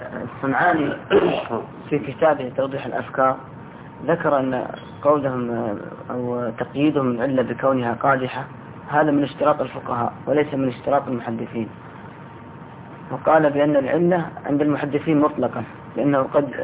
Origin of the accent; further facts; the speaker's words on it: Sudan; يعني سمعنا عنه كثير يعني عندنا في السودان هناك